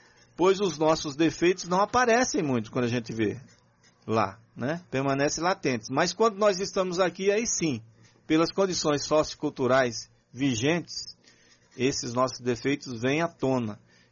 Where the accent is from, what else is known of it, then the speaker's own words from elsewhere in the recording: Patamuté, Bahia, Brazil; Aí o pessoal dá risada da minha cidade, Patamuté.